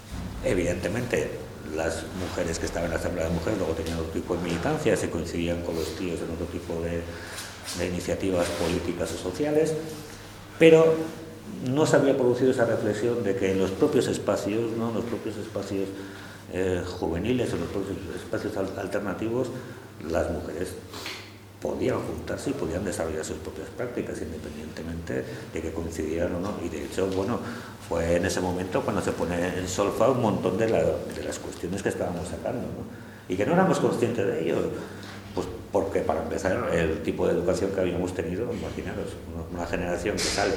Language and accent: Spanish; San Sebastián, Basque Country, Spain; yo estaba en Bilbao, yo soy de Donostia, pero estaba en Bilbao, ya estaba estudiando y me quedo por allí